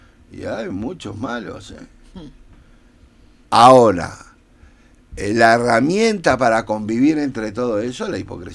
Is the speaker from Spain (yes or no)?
no; Uruguay; somos los uruguayos somos una sociedad alimentada de varios caracteres europeos